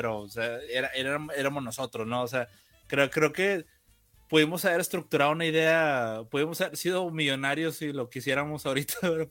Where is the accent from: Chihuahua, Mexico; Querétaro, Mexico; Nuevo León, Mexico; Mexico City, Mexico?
Nuevo León, Mexico; Monterrey; mire, estos son los papeles, somos de Monterrey, esta es mi dirección, mire mi INE, ¿no?